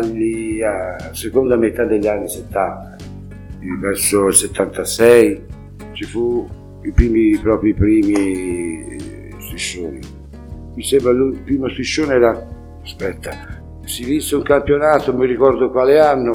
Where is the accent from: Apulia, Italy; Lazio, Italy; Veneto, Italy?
Veneto, Italy; Padua; now in Montevarchi, Italy; Io sono di Padova.